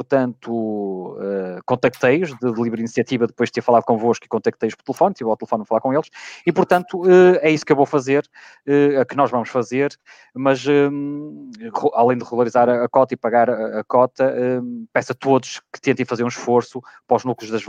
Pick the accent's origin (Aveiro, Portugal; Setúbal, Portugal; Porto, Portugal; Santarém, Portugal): Porto, Portugal; Gondomar; aqui na minha terra, em Gondomar